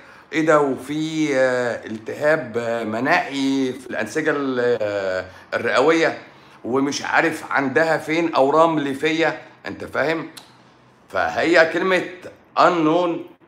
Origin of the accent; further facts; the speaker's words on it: Egypt; لا ما انا مصري برضو، بس انا في مصر، انا مصري وطني بقى. انا مصري بحب تراب مصر.